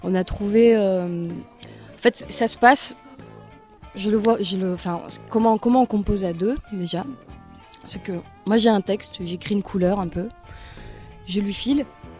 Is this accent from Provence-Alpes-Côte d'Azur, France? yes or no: no; Roubaix, Hauts-de-France, France; je venais de Roubaix. Et en fait, Roubaix, qui est une ville hyper prolo, je suis fille d'ouvrier, enfin voilà, c'est vraiment dans le nord, et puis c'est vraiment les usines. Et en fait, j'ai grandi dans un quartier qui s'appelait les Trois Ponts, à Roubaix.